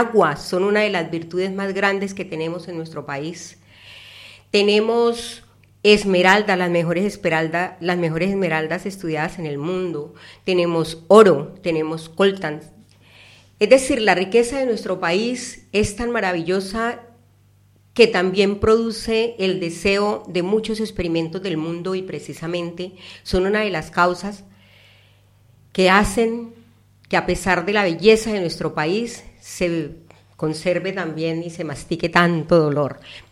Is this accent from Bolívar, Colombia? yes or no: no; Meta, Colombia; yo soy del departamento del Meta, y obviamente de mi gran país adorado, Colombia.